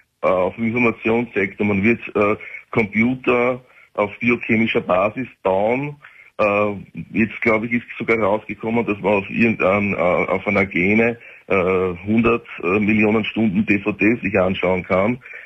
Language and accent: German; Austria; Ja, ich bin Österreicher.